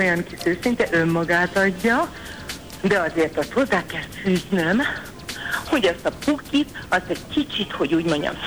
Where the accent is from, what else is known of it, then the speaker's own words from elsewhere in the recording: Hajdúnánás, Hajdú-Bihar, Hungary; Hajdunánáson nőttem föl.